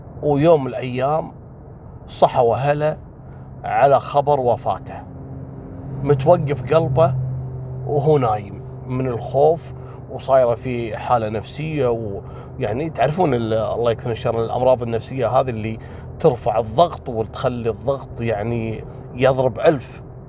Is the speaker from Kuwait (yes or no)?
yes; Kuwait; قبل أيام عندنا في الكويت، تقريبا قبل 3 أيام أو يومين، حصلت سالفة غريبة جدا.